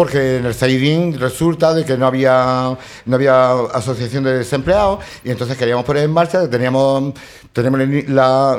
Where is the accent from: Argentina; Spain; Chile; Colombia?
Spain; Porque nosotros somos españoles.